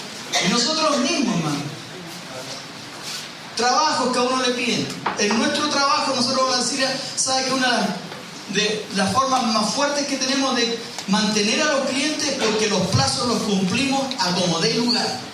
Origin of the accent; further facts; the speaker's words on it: Chile; Porque somos mentirosos como chilenos, ¿no?